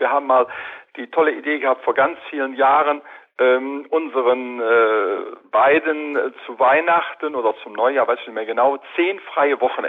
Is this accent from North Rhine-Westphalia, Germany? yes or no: yes; Cologne, North Rhine-Westphalia, Germany; Und wir wollten auch nicht in Köln, wir sind Kölner